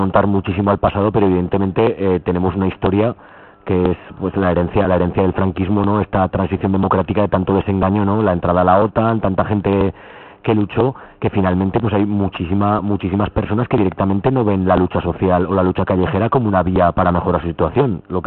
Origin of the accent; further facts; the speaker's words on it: Zaragoza, Aragon, Spain; nosotros que somos de Zaragoza, pues se ve la ciudad llena de gente tomando granizados y paseando